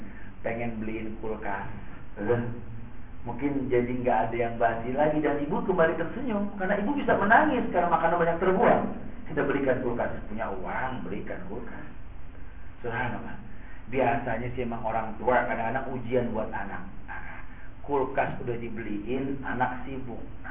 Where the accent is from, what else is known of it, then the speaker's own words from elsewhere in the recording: Jakarta, Indonesia; kita orang Jakarta